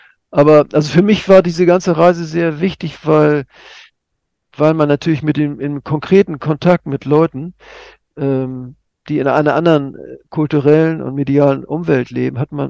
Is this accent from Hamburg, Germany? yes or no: yes; Hamburg, Germany; Also in meiner Heimatstadt Hamburg, 120 Leute waren